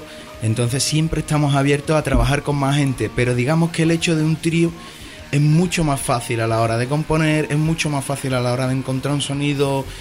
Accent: Jerez de la Frontera, Andalusia, Spain; Bueno, yo soy mono y costeño, porque me crié en Cádiz, en Jerez de la Frontera entre Cádiz y eso, así que sí, también, mono y costeño.

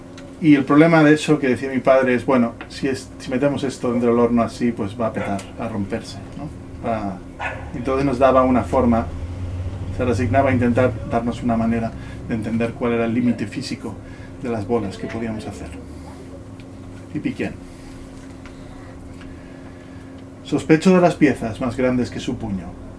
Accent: Ibiza, Balearic Islands, Spain; haber nacido y crecido en Ibiza, sino sino en una casa con este taller de ceramista detrás

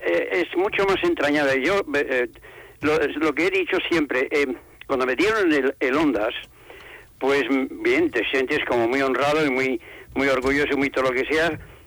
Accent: France; moved away as an adult; Nací y me crié en Francia. Uh-huh. Nací en Francia y me crié allí hasta los 20 años. Quiero decir, me crié y crecí.

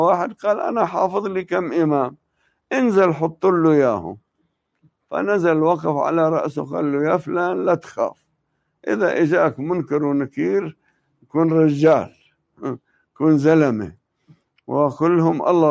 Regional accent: Tebnine, Nabatieh Governorate, Lebanon; في الجبل كانت قلاع قليلة، والمعروف منها قلعة تبنين، هذه هي قريتنا

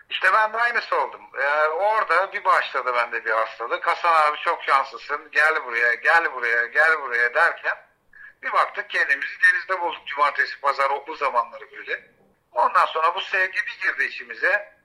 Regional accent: Çanakkale, Turkey; İyi ki de adada doğmuşum. Ada yaşantımız böyle yani. Kalabalık bir aile olarak gelmişiz.

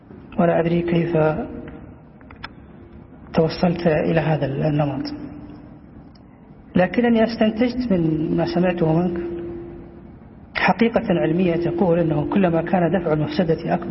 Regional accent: Taif, Makkah Province, Saudi Arabia; moved away as an adult; فأنا من أهل الطائف صبا وبعيدا عنهم كهلا

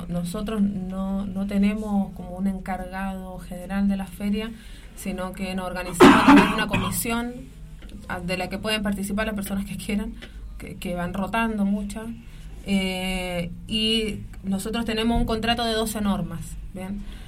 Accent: Chile; yo soy chilena

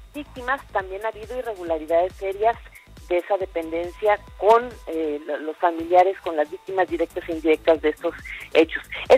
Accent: Mexico; la misma confusión que ustedes tienen y tenemos todos como sociedad mexicana

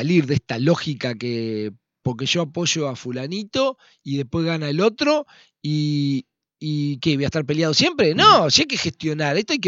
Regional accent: Argentina; nosotros como argentinos y como sociedad vamos a ir viviendo mucho mejor

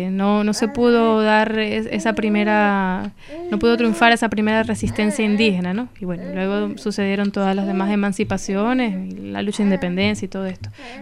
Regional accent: Zulia, Venezuela; born there; en la región de la que yo soy, en la que yo nací, en el Zulia, al occidente.

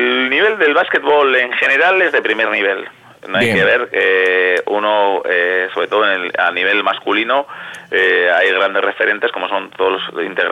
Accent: Quilmes, Buenos Aires Province, Argentina; porque soy oriundo de Quilmes.

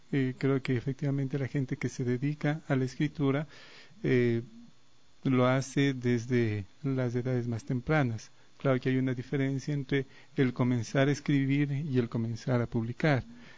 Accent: Riobamba, Chimborazo, Ecuador; born there; also born or lived in Quito / Spain; yo nací en Riobamba hace como 55 años. Estudié luego acá en la ciudad de Quito

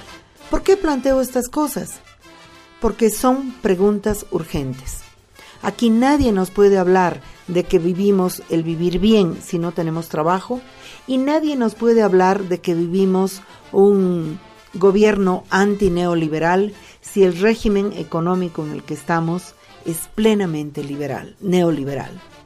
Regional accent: Bolivia; que nos preguntemos como bolivianos y como bolivianas

